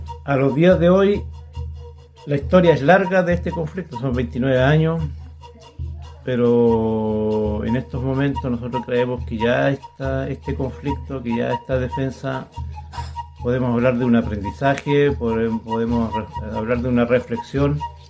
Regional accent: Mehuín, Los Ríos, Chile; yo soy de acá de Mewin

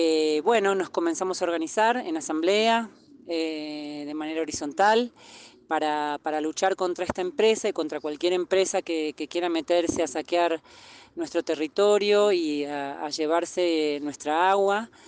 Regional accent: Valle Fértil, San Juan, Argentina; soy vecina de Valle Fértil, de San Juan

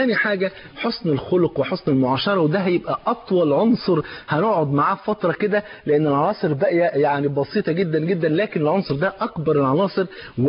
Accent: Egypt; على مثل المثل الجميل المشهور عندنا في مصر

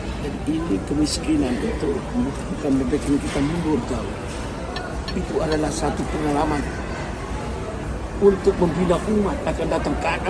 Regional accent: East Nusa Tenggara, Indonesia; now in Malaysia; saya ini orang Flores, saya tahu ini

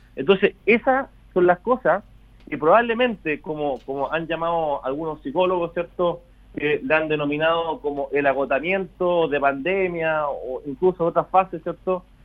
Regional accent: Chile; yo creo que los chilenos somos el 100% muy fe

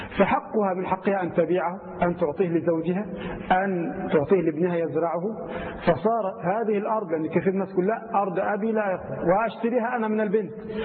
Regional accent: Egypt; الرجل لا سيما عندنا في مصر أو في كثير من دول الخليج وغيرها

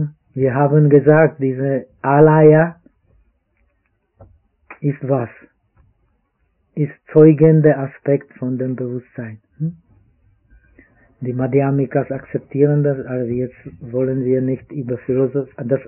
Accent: Czechia; Aber ich bin auch Tscheche, aber ich esse mehr Reis.

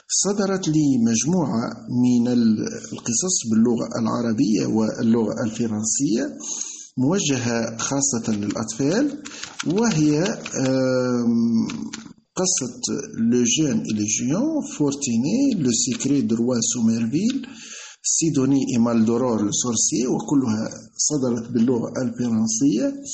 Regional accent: Redeyef, Gafsa Governorate, Tunisia; born there; من مواليد 1970 بمدينة أرديف من ولاية قفصة، خريج كلية الأداب والعلوم الإنسانية بالقيروان، مدرس لغة فرنسية بالمعاهد التونسية منذ سنة 1993،

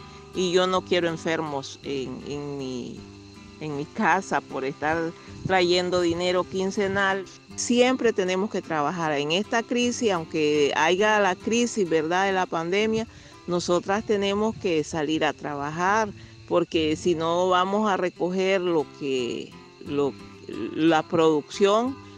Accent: Nicaragua; now in Costa Rica; soy residente, soy nicaragüense, residente acá en Costa Rica

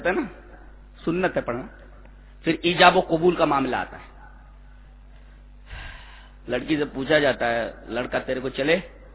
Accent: India; میں ہندوستانی ہوں اور الحمدللہ ہم ہندوستانی ہیں, فخر سے کہو کہ ہم ہندوستانی ہیں.

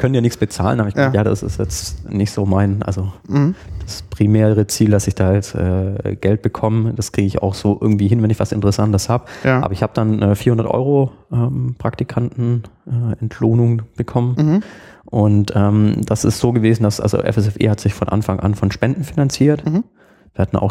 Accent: Burgstall an der Murr, Baden-Württemberg, Germany; ich komme aus einem Dorf, Burgstall an der Mur, das ist so zwischen Backnang und Winnenden

